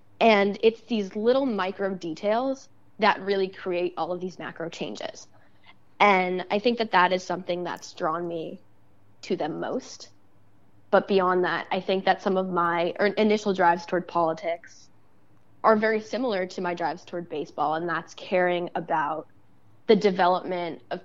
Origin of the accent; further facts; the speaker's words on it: Staten Island, New York, United States; I grew up in Staten Island, New York. So technically part of New York City.